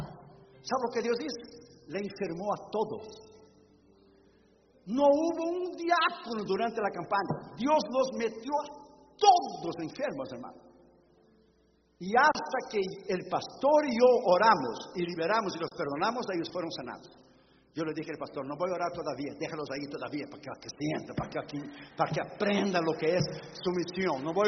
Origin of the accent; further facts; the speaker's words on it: Brazil; Spanish is a second language; yo estoy de un tiempo, de la escuela dominical cuando era niño en Brasil.